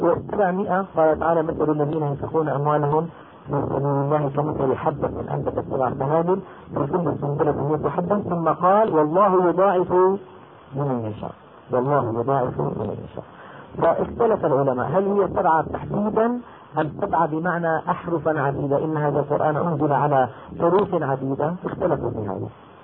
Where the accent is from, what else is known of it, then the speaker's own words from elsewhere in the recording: Damascus, Damascus Governorate, Syria; يعني هلأ مثلا أنا دمشقي شامي